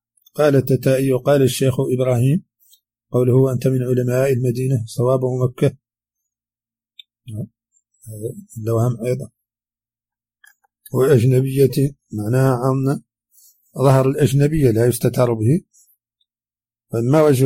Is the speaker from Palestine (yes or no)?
no; Mauritania; accent: Hassaniya; هذه كلمات من لهجتنا الحسانية وردت في هذا الشريط، قد لا يفهمها العربي الفصيح